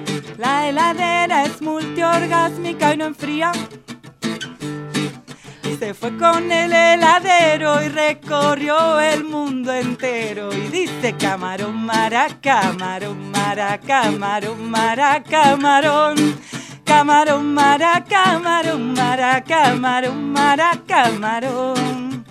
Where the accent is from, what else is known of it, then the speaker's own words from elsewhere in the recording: City Bell, Buenos Aires Province, Argentina; Iba a un conservatorio ahí en Citibel. Yo soy de Citibel.